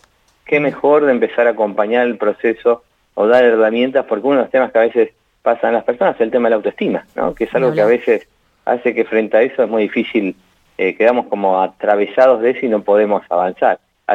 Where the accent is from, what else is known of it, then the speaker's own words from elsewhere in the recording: Buenos Aires, Argentina; moved away; Yo soy de Buenos Aires y hace 12 años que vivo acá.